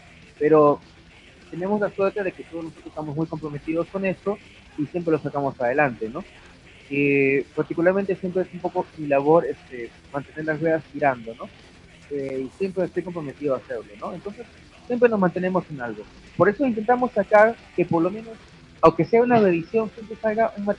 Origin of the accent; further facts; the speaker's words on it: Peru; obligatoriamente pues somos de Perú.